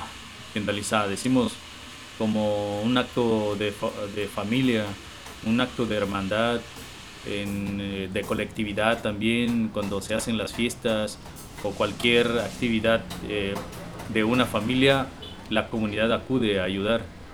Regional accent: Juchitán, Oaxaca, Mexico; soy indígena zapoteca de Juchitán, Istmo de Tehuantepec, Oaxaca, en México.

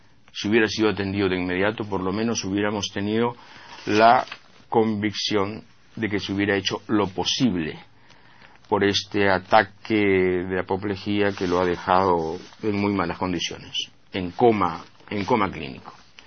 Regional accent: Peru; Yo me he convencido como peruano que para la falta de vergüenza nunca hay fronteras definidas

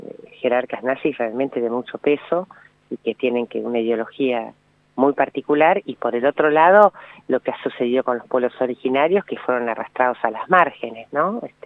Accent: Bahía Blanca, Buenos Aires Province, Argentina; Yo soy de Bahía Blanca, solía venir de jovencita mucho a Bariloche

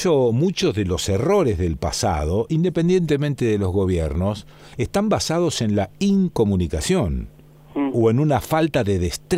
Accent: Argentina; Porque somos así, los argentinos somos así.

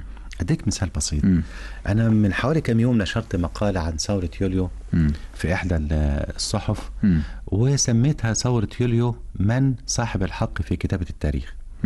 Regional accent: Egypt; ما قامتش هناك حضارات زي اللي قامت عندنا في مصر

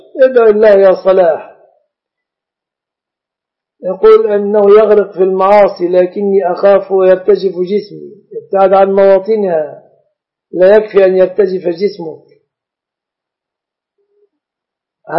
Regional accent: Egypt; والشبكة في بلادنا مصر من الصداق

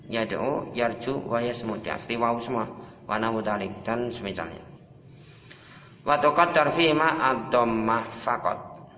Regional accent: Java, Indonesia; Kalau kita orang Jawa, apa-apa mudah, sesuai dengan daerahnya masing-masing.

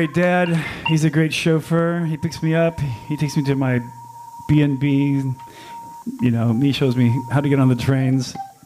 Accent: Alabama, United States; now in California, United States; I grew up in Alabama, so I have a lot of southern roots. I used to talk like this before I moved to California.

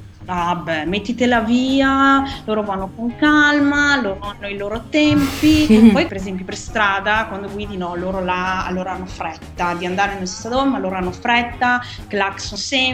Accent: Padua, Veneto, Italy; Io sono di Padova.

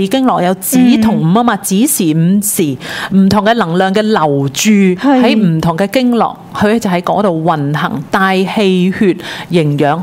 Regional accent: Hong Kong; 就不是跟回我香港人是不是跟香港时间

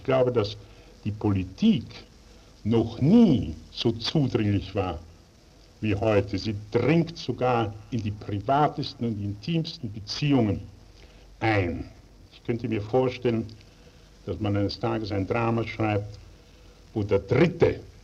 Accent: Vienna, Austria; Also warum ich gerade Wien gewählt habe, ich glaube, Wien ist doch schließlich und endlich meine Heimat. Die Mundart ist mir die natürlichste.

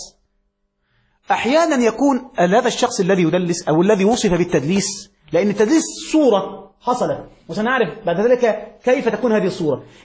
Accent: Egypt; وفي مثل عندنا في مصر

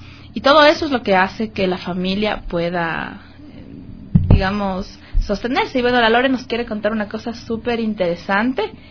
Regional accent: Ecuador; tenemos además el deber como ciudadanos ecuatorianos

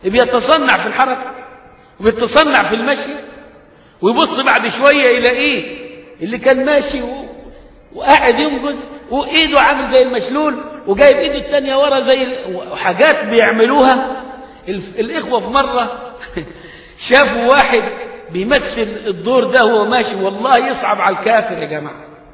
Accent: Egypt; غاية لما قيل في المثل عندنا كمصريين

